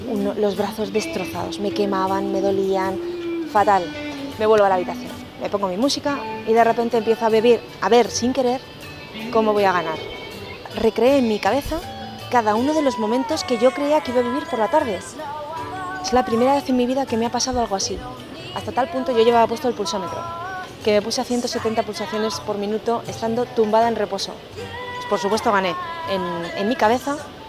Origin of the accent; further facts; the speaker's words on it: Spain; soy la deportista española con más medallas de la historia.